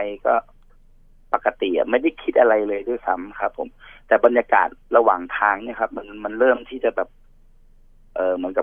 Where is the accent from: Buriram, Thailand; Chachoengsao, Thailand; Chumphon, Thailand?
Chumphon, Thailand; ปกติผมอยู่ชุมพรแล้วผมก็ขึ้นมาเที่ยวกรุงเทพช่วงปีใหม่เนี่ยครับ